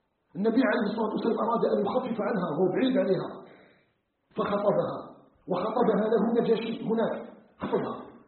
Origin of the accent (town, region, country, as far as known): Algeria